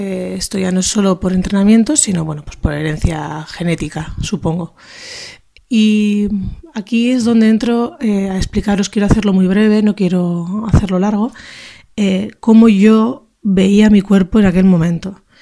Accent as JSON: {"language": "Spanish", "region": "Basque Country", "country": "Spain", "tie": "born or raised there", "said": "Soy nacida y criada en España, en concreto en País Vasco."}